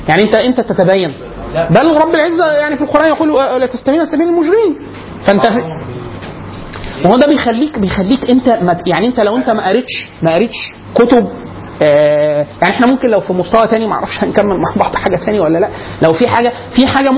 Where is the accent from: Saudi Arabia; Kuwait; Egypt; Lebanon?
Egypt; Upper Egypt; انا عشان من الصعيد في مناطق، في عندنا مسجد كبير